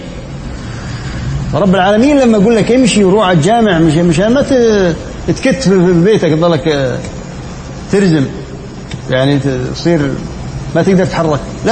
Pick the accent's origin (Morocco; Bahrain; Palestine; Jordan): Jordan; 10 دنانير يعني عندنا في الأردن حوالي بجوز 25,000 تقريبا